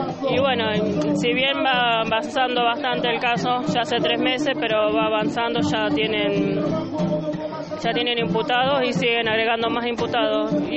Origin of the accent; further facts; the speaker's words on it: Villa Gobernador Gálvez, Santa Fe, Argentina; para poder velarlo en Villa Gobernador Gálvez, porque soy de Villa Gobernador Gálvez